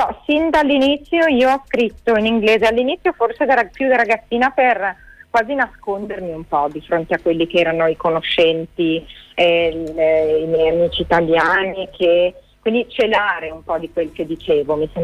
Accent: Genoa, Liguria, Italy; Io sono a Genova, quindi sono nella mia città natale, dove vivo da ormai diversi anni

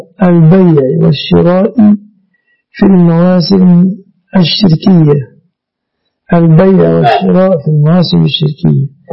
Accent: Egypt; يعني مثلا عندنا في مصر

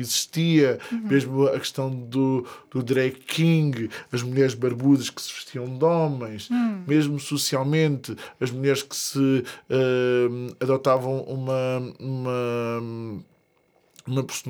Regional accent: Vieira, Portugal; havia na terra onde eu cresci, na Vieira

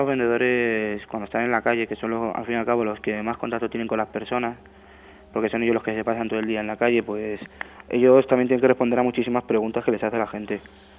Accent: Madrid, Community of Madrid, Spain; Yo soy de Madrid y yo aquí, pues ya te digo, pocos pueblos conozco.

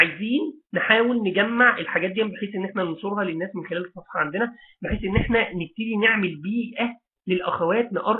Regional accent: Mansoura, Dakahlia, Egypt; فمثلا انا، مثلا انا من المنصوره

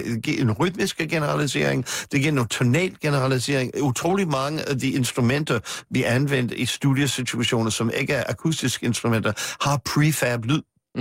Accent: Manhattan, New York, United States; Danish is a second language; now in Copenhagen, Denmark; fordi jeg kommer fra Manhattan, jeg er født og vokset op på Manhattan.

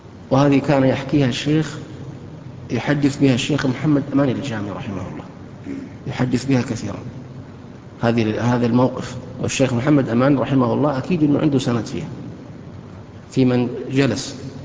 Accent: Saudi Arabia; كانوا عندنا في السعودية

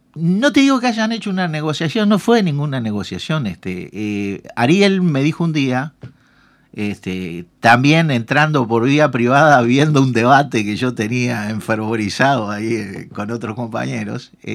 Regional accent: Uruguay; todos vamos a seguir siendo ciudadanos uruguayos y vamos a seguir habitando este país.

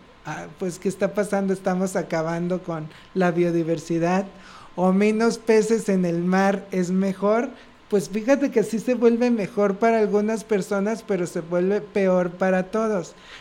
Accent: Mexico; nosotros como mexicanos tenemos un gran, digamos, una gran riqueza cultural

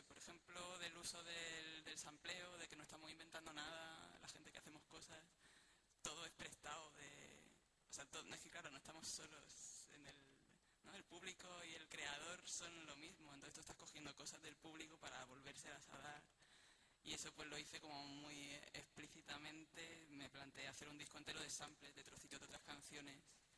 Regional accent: Morocco; de donde yo vengo, somos Marruecos, somos Norte de África.

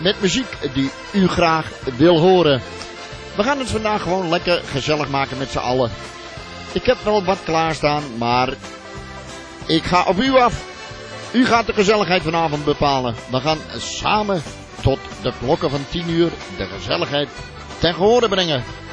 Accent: Limburg, Netherlands; En zeker voor mij als Limburger zijnde.

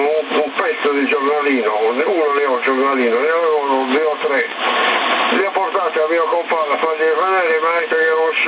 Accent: Sardinia, Italy; siamo sardi, Marì, siamo sardi.

